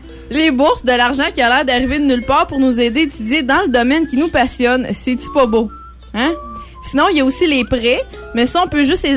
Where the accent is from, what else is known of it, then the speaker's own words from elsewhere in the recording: Cap-Chat, Quebec, Canada; j'aimerais ça vous présenter un artiste de mon patelin Capuchat.